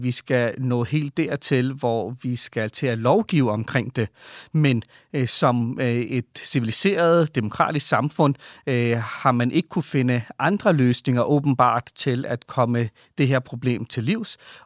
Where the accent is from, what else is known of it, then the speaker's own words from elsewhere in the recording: Valby, Capital Region of Denmark, Denmark; now in Ishøj, Denmark; De kom fra Pakistan. Og det meste af mit liv har jeg tilbragt i Valby, så jeg ser mig også som en Valby-dreng.